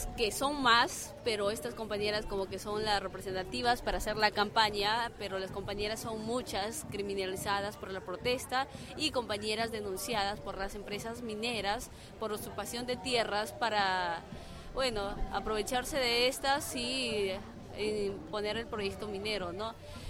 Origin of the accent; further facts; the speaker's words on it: Lambayeque, Peru; soy de Lambayeque